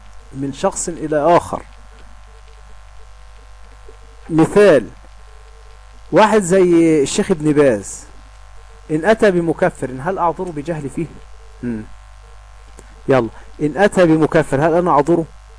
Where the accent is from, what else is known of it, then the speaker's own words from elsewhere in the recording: Egypt; اللي هم عندنا في مصر يقول لك إيه ده